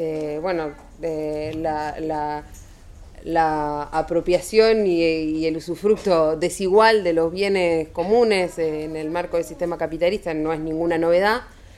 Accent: Montevideo, Uruguay; yo soy de Uruguay, de Montevideo concretamente

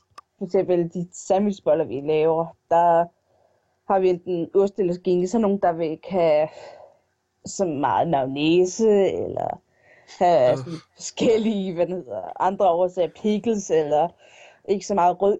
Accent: Brøndby Strand, Capital Region of Denmark, Denmark; Jeg er fra Brøndby Strand.

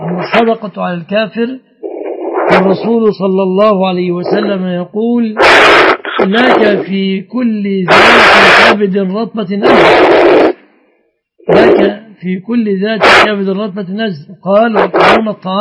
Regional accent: Egypt; فليس في بلادنا مصر مثل هذا الحمد لله الآن.

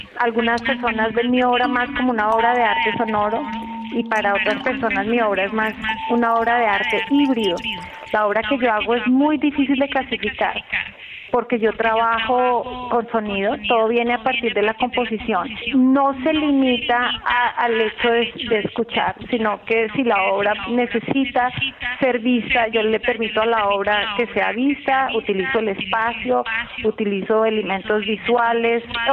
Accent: Colombia; soy colombiana, creo que soy compositora

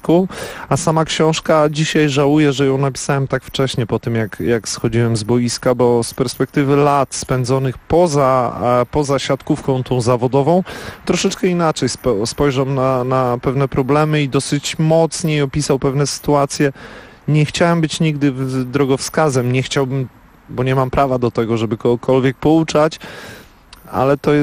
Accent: Dobre Miasto, Warmian-Masurian Voivodeship, Poland; I w dobrym mieście, w którym się urodziłem i wychowałem, było do wyboru albo piłka nożna, albo siatkówka.

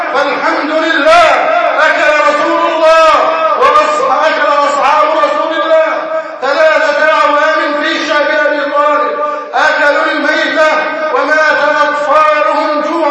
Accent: Egypt; أن يحفظ بلدنا مصر وأن يجعلها أمنا أمانا

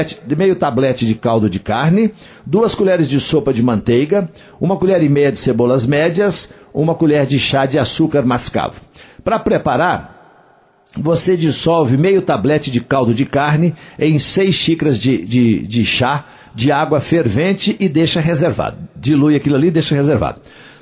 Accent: Coromandel, Minas Gerais, Brazil; lá na minha terra, lá em Coromandel

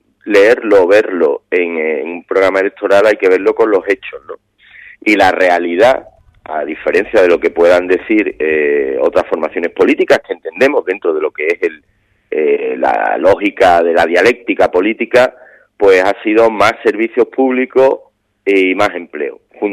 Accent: Andalusia, Spain; y que hace como somos los andaluces, ¿no? Que no queremos lío, nos gusta la tranquilidad

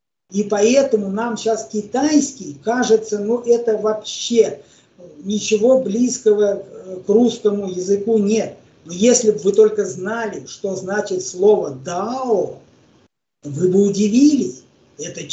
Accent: Ukraine; Мы, я украинец, родители, деды, бабы украинцы

